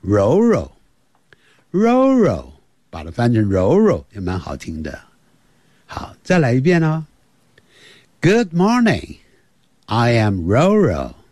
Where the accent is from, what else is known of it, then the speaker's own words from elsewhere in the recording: China; 通常我们在见面的时候，你好吗？好不好啊？我们中国人呢，见面的时候吃饱饭了吗？我们通常是这样。